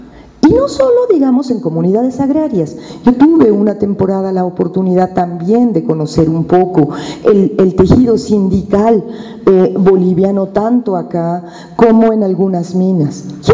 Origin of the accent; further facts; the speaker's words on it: Mexico City, Mexico; cualquier mexicano, nahua, maya o chilango, como yo